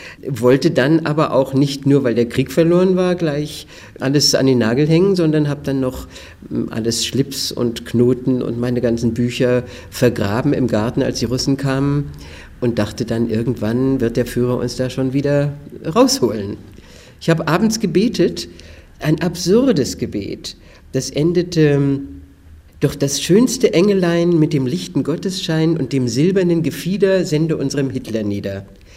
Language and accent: German; Wietstock, Brandenburg, Germany; born there; geboren in Wietstock an der Nuthe. Das ist ein kleines Dorf in der Mark Brandenburg in der Nähe von Teltow, wo es die Teltower Rübchen gibt. Kleine Lehrerfamilie, Vater Lehrer, Mutter Lehrer, 5 Geschwister.